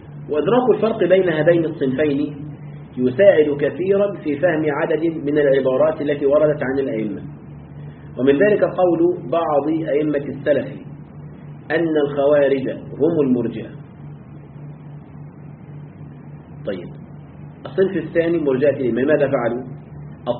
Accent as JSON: {"language": "Arabic", "country": "Egypt", "said": "هناك جماعة كانت عندنا في مصر"}